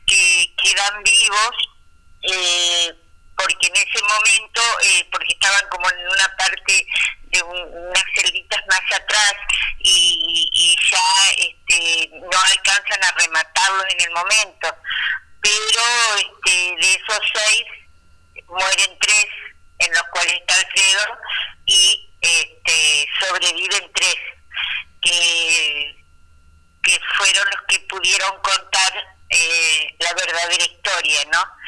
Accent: Concordia, Entre Ríos, Argentina; nosotros somos de Entre Ríos, de Concordia

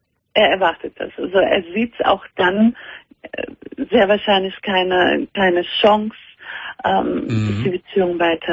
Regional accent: Cologne, North Rhine-Westphalia, Germany; In Köln, ich komme aus Köln.

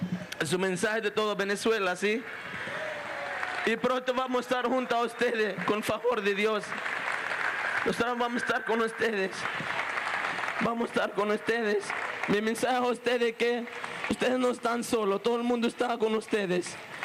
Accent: Palestine; palestino, condenamos energéticamente lo que está pasando en Palestina, los masacres que está pasando en mi pueblo.

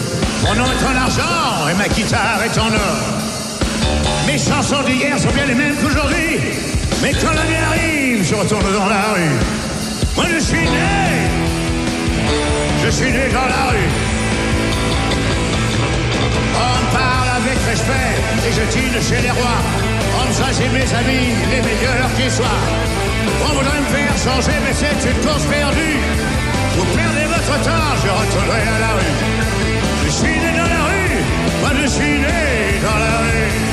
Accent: Paris, Île-de-France, France; born there; je suis né à Paris

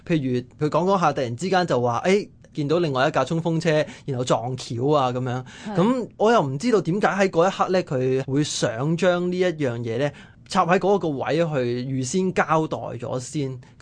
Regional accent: Hong Kong; 其實令到我哋香港人咧係好有感觸或者好有共鳴嘅

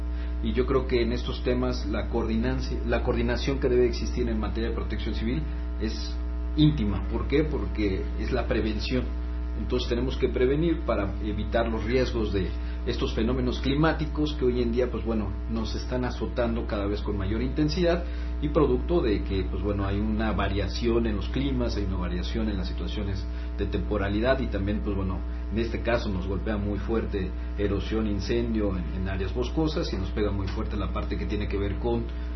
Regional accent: Tlalpan, Mexico City, Mexico; Los que vivimos y somos de Tlalpan sentimos nuestra tierra.

